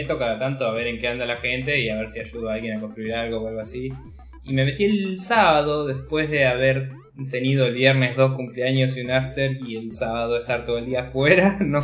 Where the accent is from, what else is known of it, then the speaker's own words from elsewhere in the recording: Argentina; Siendo argentino, no, ningún store digital te lo proveía. Te decía que no estaba soportado en el país.